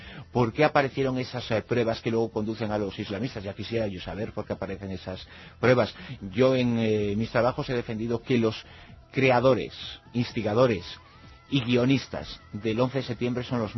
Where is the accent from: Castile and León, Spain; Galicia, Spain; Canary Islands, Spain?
Galicia, Spain; Uno es de los que soy gallego, ¿qué le voy a hacer?